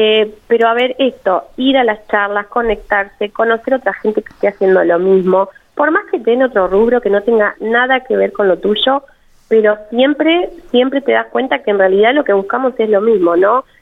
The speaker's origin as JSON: {"language": "Spanish", "country": "Argentina", "said": "a mí me llenó de esperanza también como argentina"}